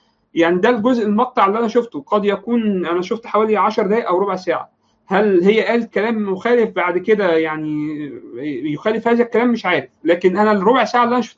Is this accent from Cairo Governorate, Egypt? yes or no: no; Alexandria, Alexandria Governorate, Egypt; مختلفه تماما عن الثقافه اللي موجوده عندنا في الاسكندريه